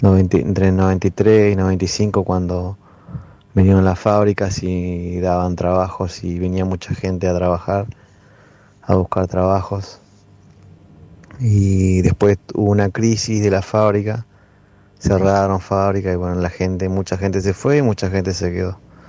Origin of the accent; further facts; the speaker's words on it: Ushuaia, Tierra del Fuego, Argentina; soy nacido y criado acá en Ushuaia.